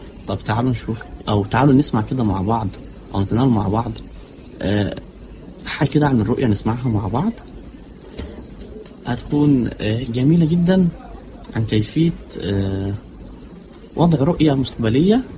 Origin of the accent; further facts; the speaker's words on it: Egypt; طيب احنا عندنا في مصر هنا ممكن واحده ما تتوفرش